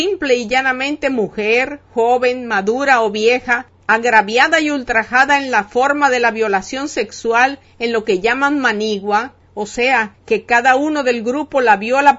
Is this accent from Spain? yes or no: no; Dominican Republic; de un pueblo y de una nación como somos la República Dominicana